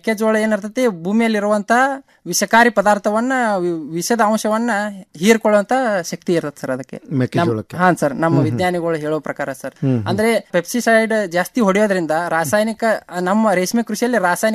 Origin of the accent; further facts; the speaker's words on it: Hirur, Karnataka, India; ನಮ್ದು ಬೆಳಗಾವಿ ಜಿಲ್ಲೆಯ ಸವದತ್ತಿ ತಾಲೂಕಿನ ಹಿರೂರು ಗ್ರಾಮ ಸರ್.